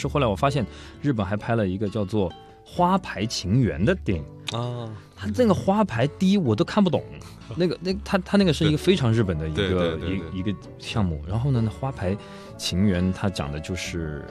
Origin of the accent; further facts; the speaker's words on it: China; 就是对我们中国人来说，在他们那个地方其实是蛮有那个文化的